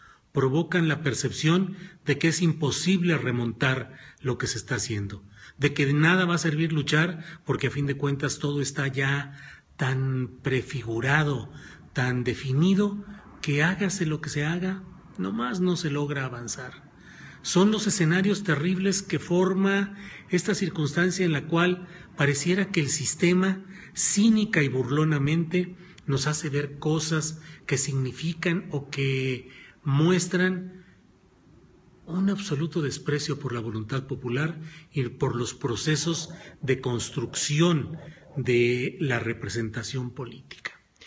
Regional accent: Mexico; a mí esas comparaciones realmente me dan pena como mexicano.

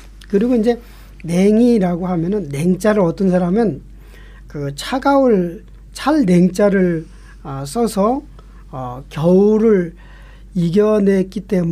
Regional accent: Seoul, South Korea; 제가 어렸을 적 살던 그 서울 변두리에서 살았거든요.

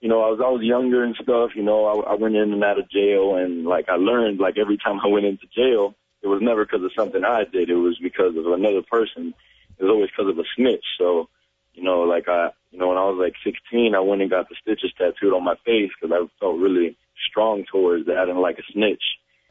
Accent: Miami, Florida, United States; I'm still from Miami, man. They got to support me.

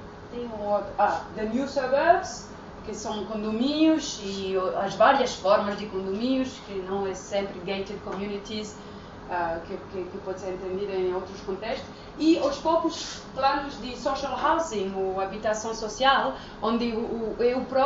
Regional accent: France; Eu fiz o doutoramento numa universidade francesa, sendo francesa

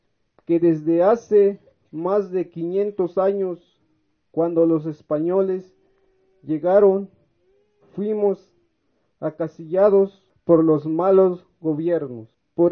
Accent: San Cristóbal de las Casas, Chiapas, Mexico; nosotros venimos de la comunidad de San Isidro del Locotal, CNI, municipio de San Cristóbal de las Casas, Chiapas

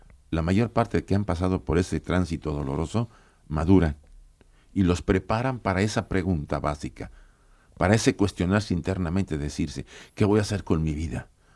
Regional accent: Mexico; yo vengo de México, ahí los tienen adormilados

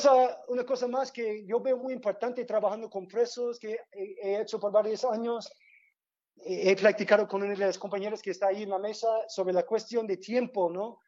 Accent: United States; yo vengo de Estados Unidos

